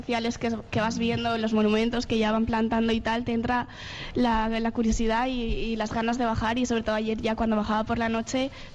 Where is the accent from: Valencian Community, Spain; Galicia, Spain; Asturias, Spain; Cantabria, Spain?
Valencian Community, Spain; en mi promoción somos muchos valencianos